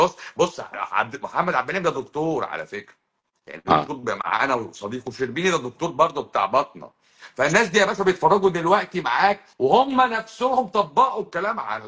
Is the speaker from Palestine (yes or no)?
no; Egypt; ان انا مصري